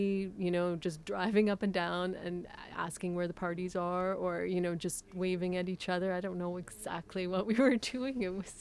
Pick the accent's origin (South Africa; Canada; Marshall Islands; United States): Canada; Atikokan, Ontario; I'm from Atikokan, Ontario. I grew up in Atikokan, Ontario.